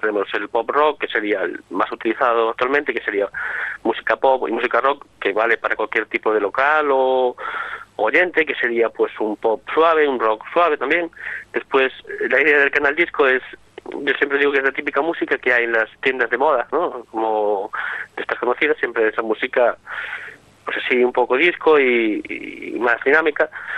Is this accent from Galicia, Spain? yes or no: yes; Foz, Galicia, Spain; soy yo, de Foz, en Lugo